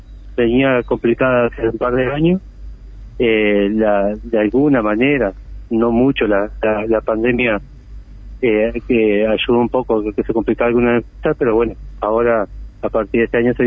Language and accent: Spanish; Paysandú, Uruguay; Yo soy trabajador de Paicuero. Soy de Paysandú